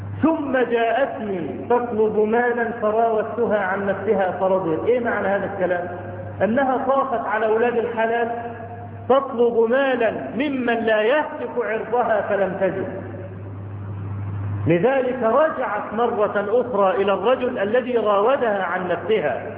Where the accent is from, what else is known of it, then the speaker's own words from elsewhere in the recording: Cairo, Cairo Governorate, Egypt; فهناك عندنا في القاهرة